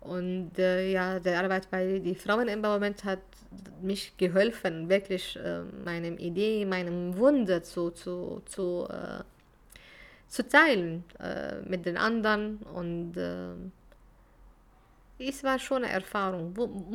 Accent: Syria; German is a second language; Ich komme aus Syrien und ich kann mit jemandem, der aus Frankreich beispielsweise kommunizieren, obwohl wir sind aus verschiedenen Ländern und Kultur und Sprachen

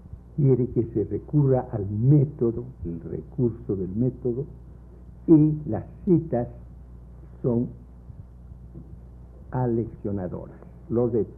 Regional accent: Loja, Ecuador; un campesino de mi pueblo, de Loja

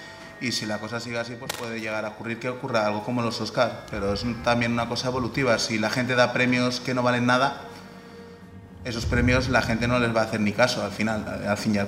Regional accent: Gothenburg, Västra Götaland, Sweden; Yo vengo de Gotemburgo, ahí hay un festival de cine con sus premios.

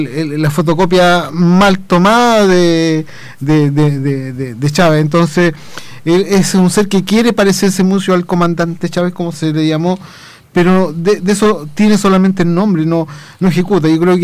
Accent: Chile; Recordemos que nosotros como sociedad chilena vivimos un tiempo en circunstancias también similares

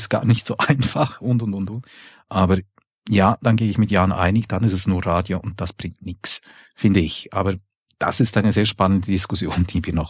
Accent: Switzerland; Und da will ja hoffen, wir als Schweizer, dass sich da in der deutschen Politik etwas ändert.

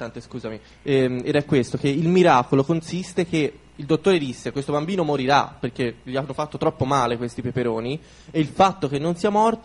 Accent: Pietrelcina, Campania, Italy; born there; io sono nato a Pietrelcina.

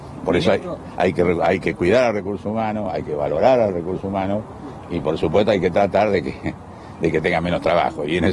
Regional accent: Argentina; mi miedo desde el principio era el fantasma de que nosotros como argentinos estuviéramos un poco lejos en la cola del acceso a la vacuna

